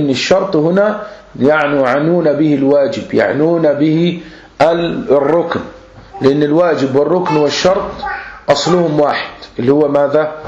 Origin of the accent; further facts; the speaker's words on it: Egypt; عندنا في مصر